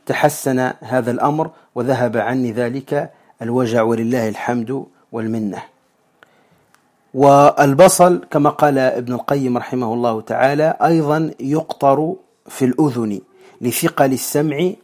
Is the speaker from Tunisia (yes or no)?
yes; Tunisia; وعندنا في تونس نسميها الفاجل